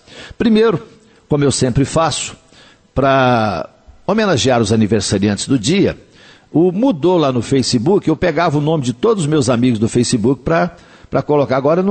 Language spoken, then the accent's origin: Portuguese; Coromandel, Minas Gerais, Brazil; Eu me lembro, quando eu era menino, eu nasci em Coromandel, era uma cidadezinha pequenininha. Devia ter lá o quê? Sei lá, uns 5, 6 mil habitantes na época, né? Não tinha nenhuma rua asfaltada, nem de paralelepípedo, era tudo de terra.